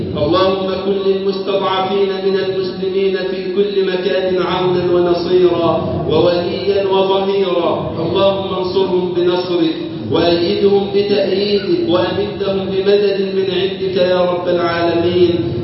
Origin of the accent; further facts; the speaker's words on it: Egypt; اللهم اجعل بلدنا مصر أمن الأمان وسائر بلاد